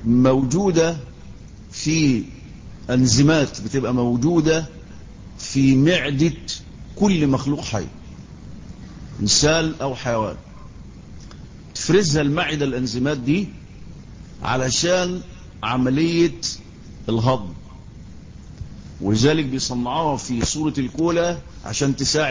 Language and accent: Arabic; Egypt; وعندنا في مصر يعني اي ضيف بيجي بتاع انزل جيب ازازة كولا